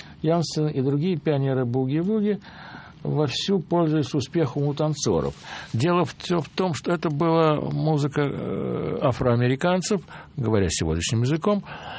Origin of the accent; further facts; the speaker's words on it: Moscow, Russia; Я из Москвы, Россия, я не умею танцевать.